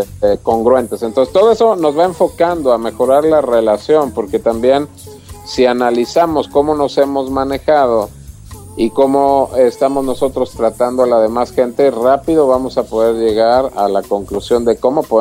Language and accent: Spanish; Mexico; yo también soy mexicano